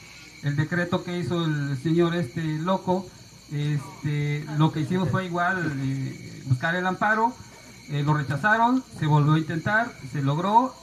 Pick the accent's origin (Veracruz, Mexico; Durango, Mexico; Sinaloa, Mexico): Veracruz, Mexico; Jalcomulco; venimos de Calcomulco, Veracruz, estamos a 40 minutos más o menos de la capital, Jalapa.